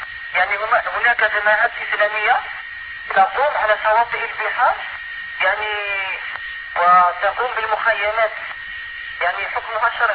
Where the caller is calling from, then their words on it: Algeria; يعني أنا أضرب الهاتف من الجزائر.